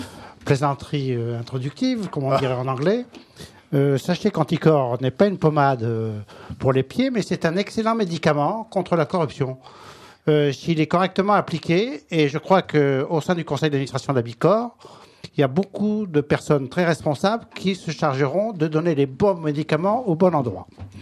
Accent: Maisons-Laffitte, Île-de-France, France; Comme je suis des Yvelines.

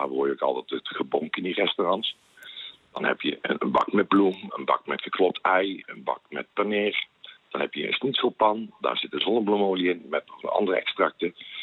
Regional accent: Netherlands; Wij als Nederlander ondervinden dat ook altijd als we daar op vakantie zijn.

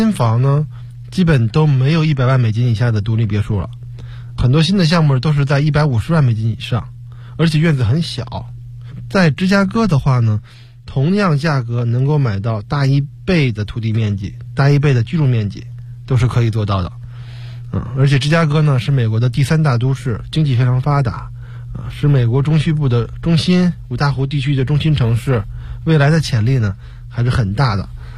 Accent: North China, China; 就是我个人来说是北方长大的，所以还是比较适应。

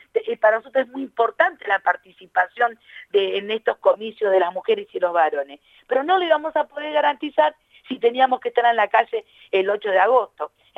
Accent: La Matanza, Buenos Aires Province, Argentina; yo que soy del oeste, soy de La Matanza

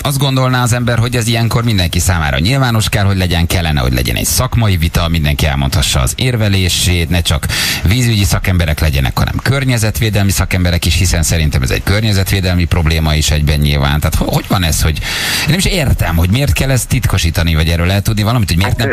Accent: Budapest, Hungary; én mondjuk 4 éves korom óta a harmadik kerületi lakos vagyok, nagyon sokat vagyok, meg voltam a római, meg ott is nőttem föl.

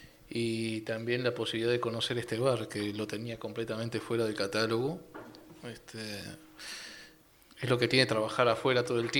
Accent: Chuy, Rocha, Uruguay; also born or lived in Montevideo; Si bien nací en Montevideo, me crié en el Chuy, frontera.

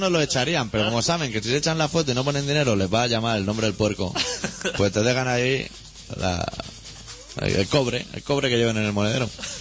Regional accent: Catalonia, Spain; accent: Catalan; Nuestro marcado acento catalán ya delata nuestra procedencia.

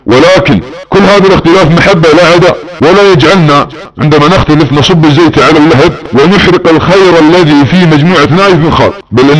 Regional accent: Saudi Arabia; ولا تريد بالاخص ثورة في بلادنا السعودية حفظها الله

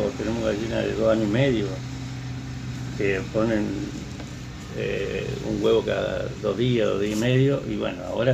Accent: San Rafael, Mendoza, Argentina; Yo vengo de una familia, yo soy San Rafaelino, de Mendoza.

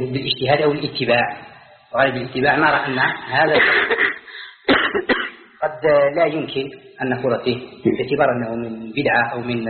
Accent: Algeria; احنا امر يتعلق بالائمه عندنا في الجزائر

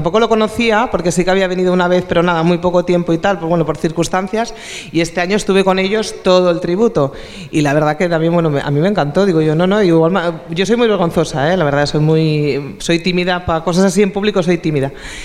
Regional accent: Barcelona, Catalonia, Spain; yo nací en Barcelona y viví allí.

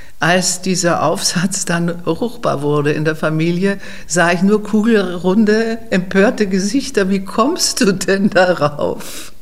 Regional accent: Vienna, Austria; born there; Ich bin am 13. April 1944 in Wien geboren. Meine Mutter war Wienerin, mein Vater Holländer

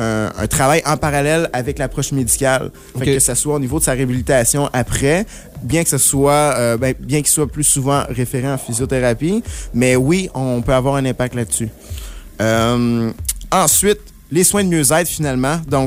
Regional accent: Quebec, Canada; now in Trois-Rivières, Canada; Je viens de l'Outaouais.

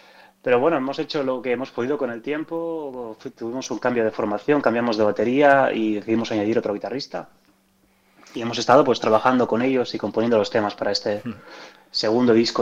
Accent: Barcelona, Catalonia, Spain; Sí, exacto, yo soy nacido y criado en Barcelona.

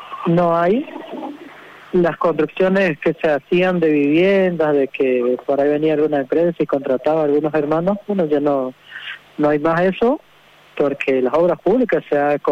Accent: Chaco, Argentina; soy vocal del IDACH, acá de la provincia del Chaco, de la comunidad huichi, originaria de Lucha, de la TCC.

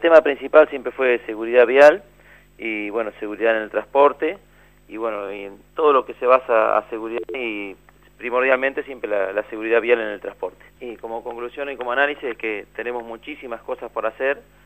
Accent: Argentina; En todos los aspectos, somos argentinos y todos sabemos de qué hablamos

